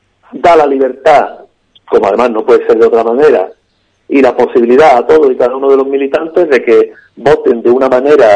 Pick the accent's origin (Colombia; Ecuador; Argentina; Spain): Spain; Andalusia; Los andaluces no somos así, los andaluces sí entendemos cuando se nos están dando largas